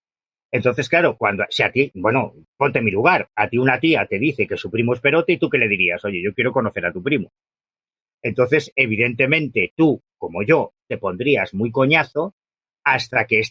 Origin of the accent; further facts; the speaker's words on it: Galicia, Spain; fuera de Galicia, yo soy gallego, fuera de Galicia